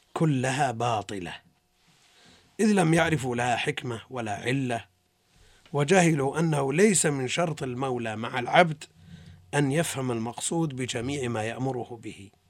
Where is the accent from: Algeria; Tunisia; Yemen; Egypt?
Tunisia; أنا تونسي.